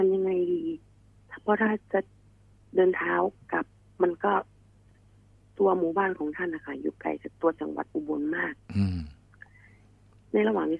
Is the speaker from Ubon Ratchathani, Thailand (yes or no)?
yes; Ubon Ratchathani, Thailand; born there; บ้านเกิดอยู่ที่จังหวัดอุบลราชธานี